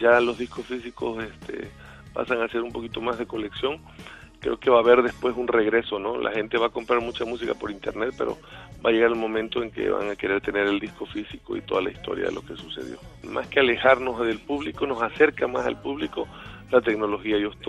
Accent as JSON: {"language": "Spanish", "region": "Chiapas", "country": "Mexico", "tie": "born or raised there", "said": "un concierto en el estadio de fútbol de Chiapas, de mi tierra natal"}